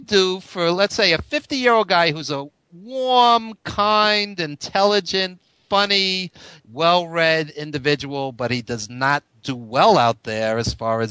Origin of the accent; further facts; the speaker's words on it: Brooklyn, New York, United States; accent: Brooklyn; So I have my Brooklyn accent.